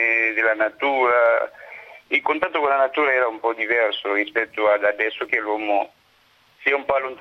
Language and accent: Italian; Kinshasa, DR Congo; Italian is a second language; Sì, sono del Congo, sì, di Kinshasa precisamente.